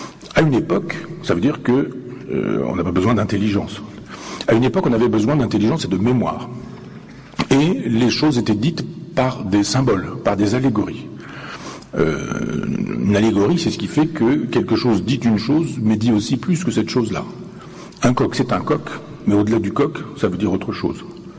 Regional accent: Chambois, Normandy, France; je vous embarque à Chambois, dans mon village natal, et que je vous fasse la visite guidée de mon église. L'église de mon village, 11e siècle, 12e siècle

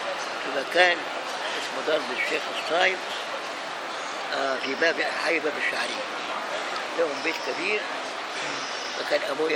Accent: Egypt; moved away; الشيخ الألباني كان بيجي عندنا في مصر وزارني في البيت.

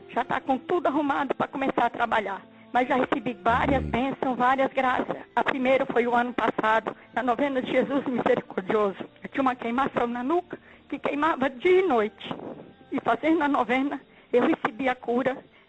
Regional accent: Ji-Paraná, Rondônia, Brazil; sou de Ji, Paraná, Rondônia.

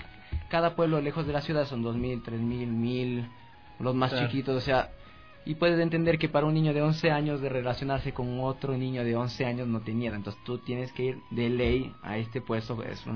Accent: Quito, Pichincha, Ecuador; now in Europe; Como yo salía de Quito, nací, crecí aquí en Quito, irme a un pueblo tan pequeño para mí no era...

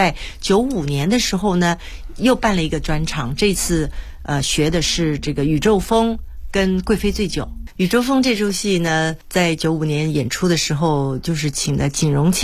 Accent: Taiwan; 当时我不过就是从台湾来的一个女子啊

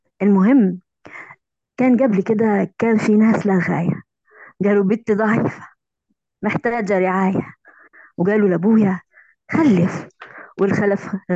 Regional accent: Algeria; من الجزائر، معلقة صوتية

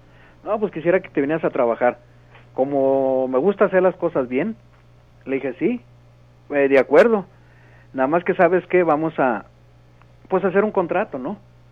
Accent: Monterrey, Nuevo León, Mexico; moved away as an adult; pues me vine muy joven de Monterrey, ¿no?

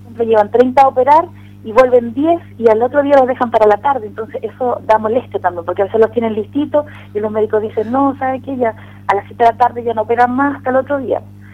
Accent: Chile; ha servido para conocer a nosotros como chilenos

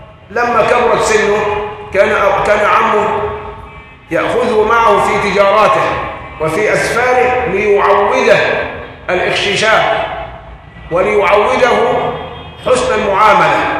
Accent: Egypt; عندنا في مصر القرار مساحة

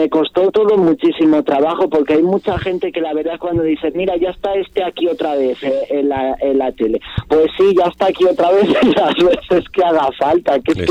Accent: Sanabria, Castile and León, Spain; aquí soy muy reclamado, gracias a Dios, en mi tierra, lo que es en Zamora capital no, pero lo que es en mi tierra, en Sanabria, vamos, de pueblo en pueblo y tal, y aquí soy muy reclamado.

